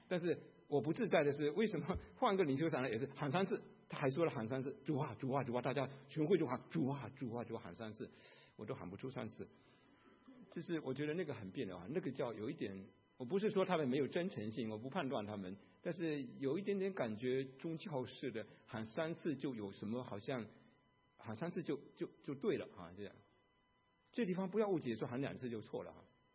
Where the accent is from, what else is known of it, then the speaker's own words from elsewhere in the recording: Fujian, China; 在我们家乡是在马祖对面，我童年就看到好多那个山洞里面打进去都是打仗的时候